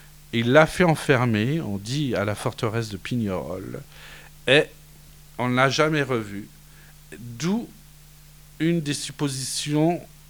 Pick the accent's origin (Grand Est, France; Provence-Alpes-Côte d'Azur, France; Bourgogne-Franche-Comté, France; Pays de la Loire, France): Grand Est, France; On est des Vosgiens et on vit et on lit entre Vosgiens.